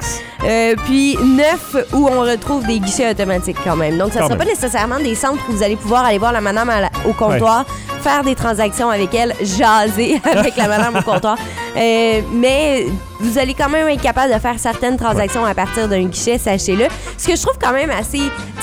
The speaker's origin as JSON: {"language": "French", "town": "Trois-Rivières", "region": "Quebec", "country": "Canada", "said": "Un petit peu plus près de chez nous, à Trois-Rivières"}